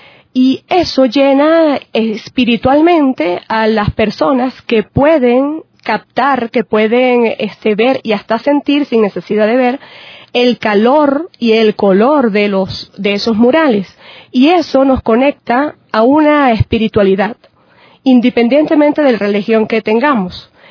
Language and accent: Spanish; Andes, Venezuela; nosotros también como venezolanos, andinos, ¿verdad?